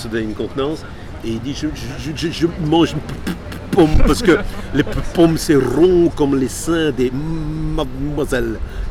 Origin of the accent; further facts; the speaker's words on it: Belgium; now in France; Non, je suis belge.